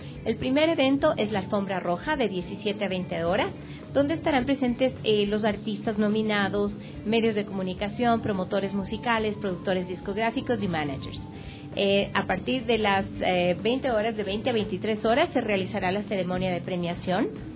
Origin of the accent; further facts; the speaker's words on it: Ecuador; sepamos que todos somos ecuatorianos.